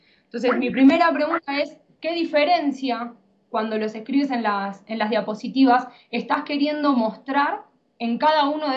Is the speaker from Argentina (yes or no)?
yes; Argentina; ejercí dando clases en Argentina, soy argentina